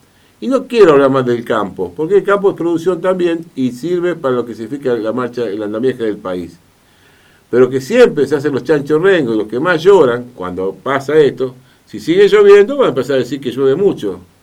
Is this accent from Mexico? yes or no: no; Argentina; Somos así los argentinos